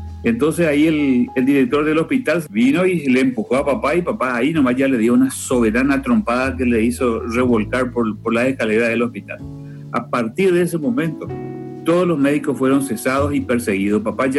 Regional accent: Asunción, Paraguay; yo nací acá en Asunción y por esas cosas de la vida estoy viviendo a esta edad, tengo 64 años hoy, en la misma casa donde nací. Nací en este mismo lugar, en esta casa. Yo no nací en el hospital, sino debajo de unos árboles de mango que están aquí en el patio.

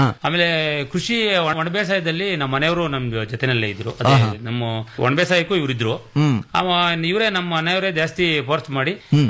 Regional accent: Doddaballapur, Karnataka, India; ಸ್ಕೂರು, ದೊಡ್ಡಬಳ್ಳಾಪುರ ತಾಲೂಕು, ಬೆಂಗಳೂರು ಗ್ರಾಮಾಂತರ ಜಿಲ್ಲೆ.

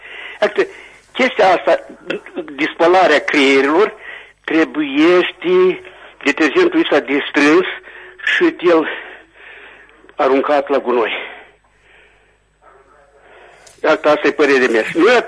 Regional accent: Vadul lui Vodă, Chișinău, Moldova; Eu sunt din Valdul Vodă.

